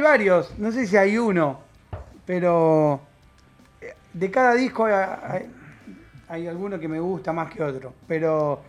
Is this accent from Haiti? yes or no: no; Vera, Santa Fe, Argentina; Somos todos de Vera. Y de La Plata.